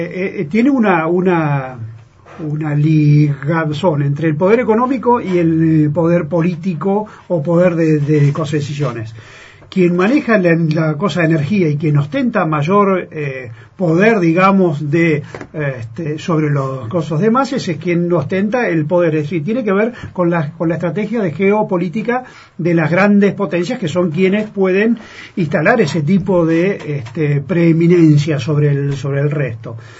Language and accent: Spanish; Buenos Aires Province, Argentina; Por ejemplo, que es de donde yo vengo. Uh-huh. Yo vivo en provincia de Buenos Aires, que a 500 kilómetros de Capital Federal, casi en el límite con La Pampa.